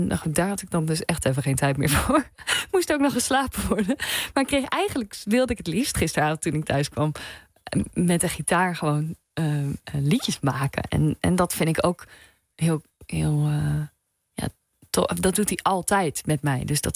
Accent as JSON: {"language": "Dutch", "region": "South Holland", "country": "Netherlands", "tie": "born or raised there", "accent": "Hollands", "said": "Omdat ik ben opgegroeid in Zuid-Holland. Nou, dus wel met een accent."}